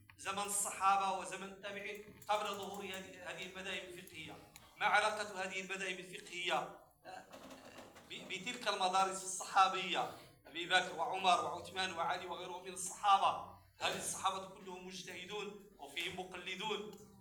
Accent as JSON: {"language": "Arabic", "country": "Morocco", "said": "لما ظهرت القهوة والشاي عندنا في المغرب ولم يكن أهل بلدنا يعرفون القهوة"}